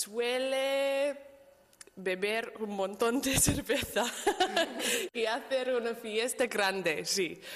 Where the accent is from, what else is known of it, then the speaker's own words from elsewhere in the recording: Australia; Spanish is a second language; Soy de Australia y yo vivo en el sur de Australia, pero mi familia es del oeste, el norte oeste.